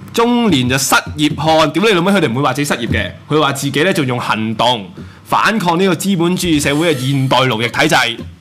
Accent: Hong Kong; 你同我哋香港人有本土思潮。

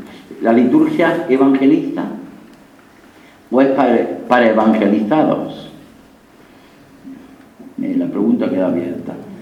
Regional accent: Linares, Andalusia, Spain; la Semana Santa de mi pueblo, un pueblo muy bueno, Linares, Jaén, no tenía ninguna fuerza.

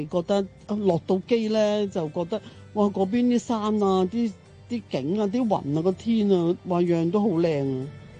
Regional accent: Hong Kong; 我哋係香港人啦

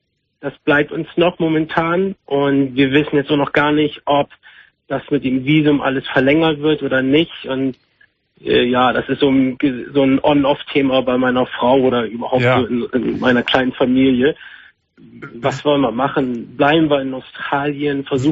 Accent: Northern Germany, Germany; also ich komme aus dem Norden Deutschland.

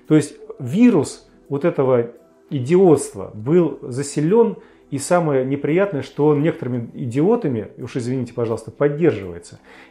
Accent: Russia; Ну, сначала паспорта посмотрел, увидел, что мы из России.

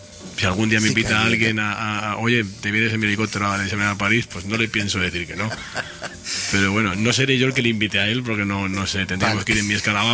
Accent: Castile, Spain; hicimos algún festival por mi tierra, en Castilla

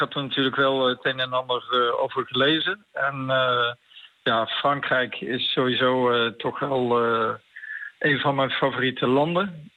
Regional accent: North Brabant, Netherlands; ik ben echt een Brabander uit het zuiden van Nederland.

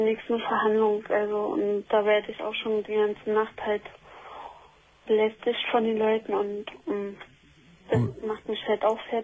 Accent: Berlin, Germany; also wir kommen ja wie gesagt aus Berlin.

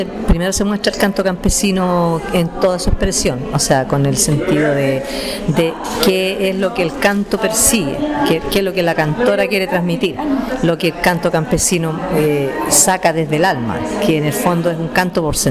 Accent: Sagrada Familia, Maule, Chile; estaba todo mi pueblo, mucha gente de mi pueblo, como está la gente común, la gente de mi comuna, de mi Sagrada Familia

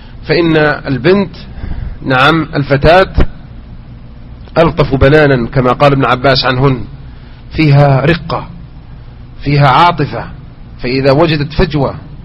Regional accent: Mecca, Makkah Province, Saudi Arabia; والعادة لا تزال هذه سبحان الله تلك إلى أن أذكرها وأنا صغير في مكة كانوا ينثرون مثل هذا

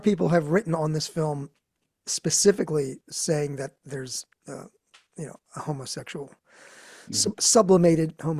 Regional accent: Philadelphia, Pennsylvania, United States; We're both from Philly. Mm-hmm. John Polito and I are from Philly.

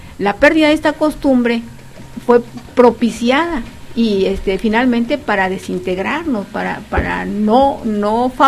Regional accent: Mexico; el maíz es parte de nuestra esencia como mexicanos

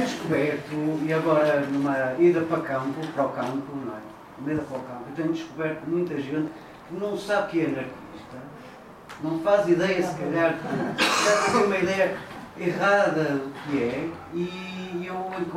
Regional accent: Viana do Castelo, Norte, Portugal; no sou de Porto, venho de Viana

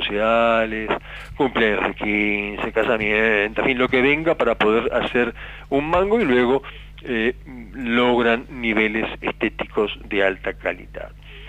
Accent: Uruguay; tuve la suerte de encontrarme como uruguayo junto a dos colegas

